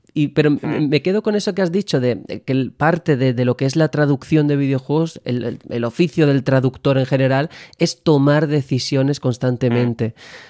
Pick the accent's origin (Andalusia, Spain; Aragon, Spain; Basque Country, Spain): Andalusia, Spain; now in Madrid, Spain; yo como andaluz, que muchas veces no se me nota, pero soy andaluz, a mí me ocurre que aquí en Madrid